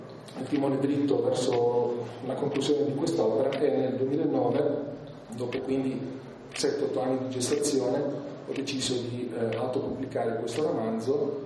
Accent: Bari, Apulia, Italy; perché non sono altoatesino, come probabilmente si capisce anche un po' dall'accento, sono di origini pugliesi, sono di Bari

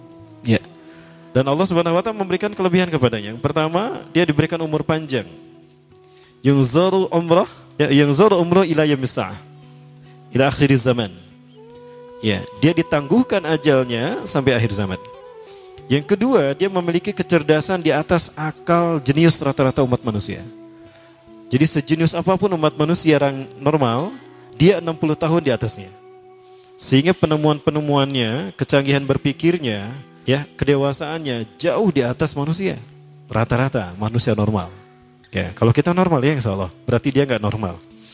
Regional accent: Bandung, West Java, Indonesia; born there; Kayak saya lahir di Bandung, Al-Bandungi.

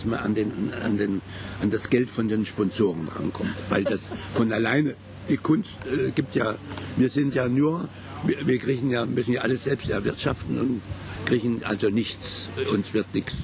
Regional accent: Kassel, Hesse, Germany; Kassel. Kassel und meine Heimatstadt.

